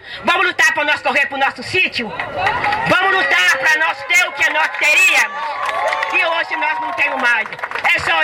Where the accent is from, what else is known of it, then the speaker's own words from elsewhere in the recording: Paracatu de Baixo, Minas Gerais, Brazil; sou uma pessoa deficiente, não tenho condições de viver numa cidade.